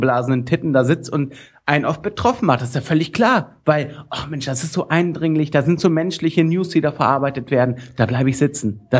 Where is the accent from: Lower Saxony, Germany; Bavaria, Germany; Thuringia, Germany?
Lower Saxony, Germany; Ich komme aus Niedersachsen, du.